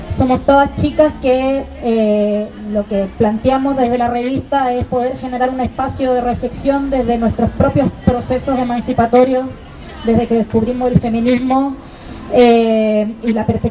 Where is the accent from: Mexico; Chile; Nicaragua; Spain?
Chile; now in Argentina; Yo soy chilena, vivo acá en Argentina